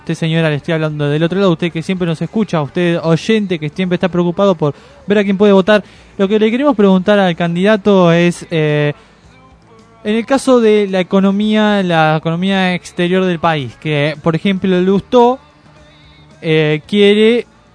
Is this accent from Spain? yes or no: no; Bolivia; now in Argentina; Yo soy boliviano, no puedo votar.